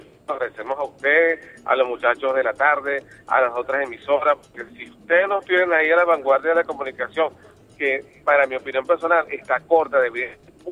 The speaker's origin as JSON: {"language": "Spanish", "country": "Venezuela", "said": "yo con Venezuela, estoy en mi país y me siento orgulloso de vivir en ella."}